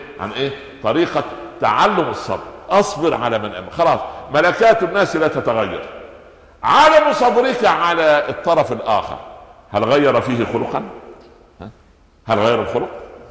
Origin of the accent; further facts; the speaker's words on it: Egypt; فانا اقول لاحد الشعراء الفكاهيين كان عندنا في مصر